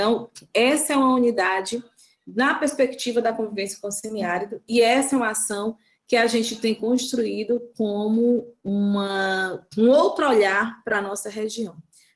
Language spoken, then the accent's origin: Portuguese; Northeast Region, Brazil; a gente também foi, enquanto nordestina, assumindo essa imagem como uma imagem acertada